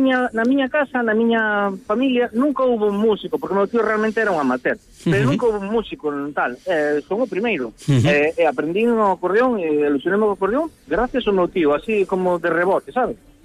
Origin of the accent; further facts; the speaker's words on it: Galicia, Spain; Pero eu xa sempre digo, mira, eu non vou dicindo por aí que son galego porque non me gusta presumir.